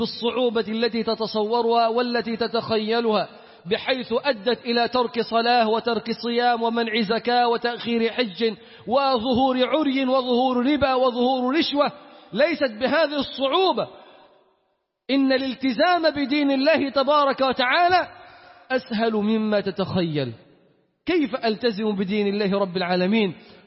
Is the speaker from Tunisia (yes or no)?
no; Upper Egypt, Egypt; بنلبس عمة الصعايدة بتاعتنا دي، هي دي بتاعتنا اللي نعرف.